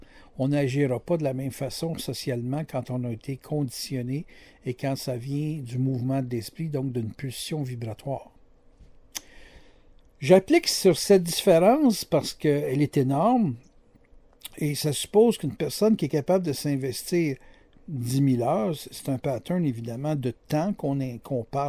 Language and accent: French; Quebec, Canada; Moi, je suis québécois.